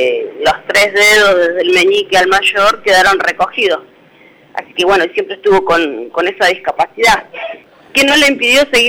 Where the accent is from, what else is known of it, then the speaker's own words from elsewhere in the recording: Neuquén, Argentina; born there; Nací en Neuquén Capital, sí.